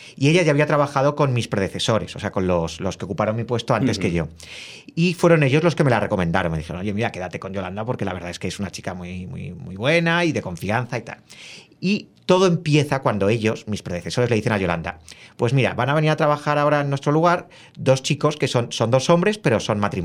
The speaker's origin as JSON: {"language": "Spanish", "country": "Spain", "said": "Y a mí lo que me pasó al llegar a Guinea, como español, es que por un lado me sentí en casa"}